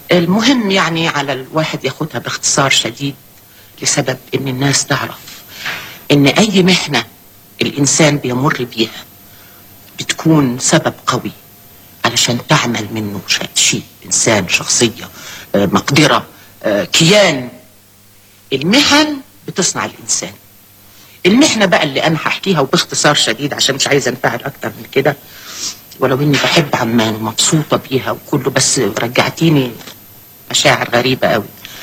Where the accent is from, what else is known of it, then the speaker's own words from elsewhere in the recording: Upper Egypt, Egypt; ما عارفين إن أنا ست صعيدية، بنت صعيدية ودغري وصادقة